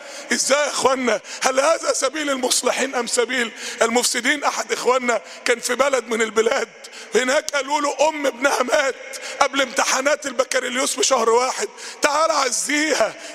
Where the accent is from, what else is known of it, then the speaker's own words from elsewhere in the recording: Egypt; تاني احنا عندنا في مصر 40% من الشعب تحت خط الفقر